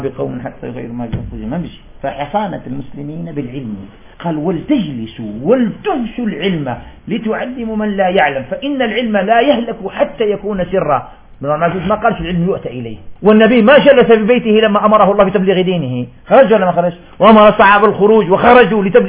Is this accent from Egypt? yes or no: no; Algeria; والله نجد مثل هذا عندنا في الجزائر